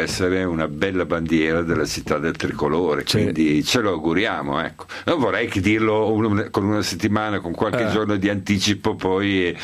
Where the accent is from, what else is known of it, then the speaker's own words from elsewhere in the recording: Reggio Emilia, Emilia-Romagna, Italy; io sono nato a Reggio Emilia molto tempo. E quindi la Serie A al Palabigi è sempre una cosa che mi fa felice